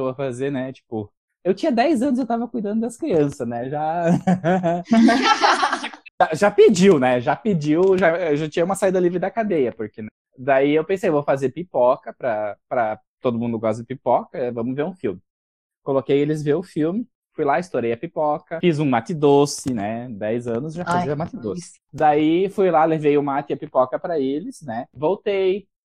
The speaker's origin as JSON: {"language": "Portuguese", "region": "Pará", "country": "Brazil", "tie": "born there", "said": "a gente nasceu no Pará"}